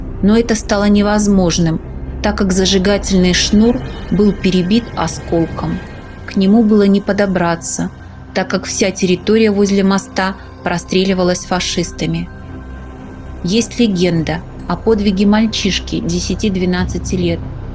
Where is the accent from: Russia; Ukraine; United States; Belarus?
Belarus; Mogilev, Mogilev Region; Через три года, 28 июня 1944 года, наши войска за один день освободили мой родной город от фашистов.